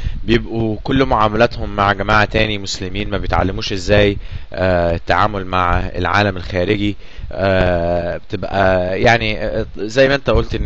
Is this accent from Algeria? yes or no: no; Egypt; ولكن في برضو مدارس بتعمل نفس اللي بيعملوه عندنا في مصر